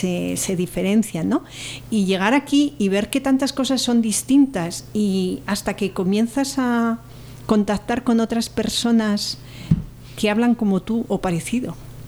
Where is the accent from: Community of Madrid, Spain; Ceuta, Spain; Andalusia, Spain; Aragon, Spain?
Community of Madrid, Spain; Madrid; moved away; Yo soy migrante, yo vine de Madrid aquí en los años 80. Eran 300 kilómetros